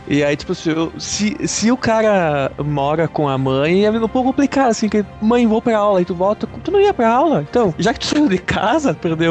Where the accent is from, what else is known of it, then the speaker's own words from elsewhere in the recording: Brazil; Eu falo Xeno porque eu sou do Brasil, pô.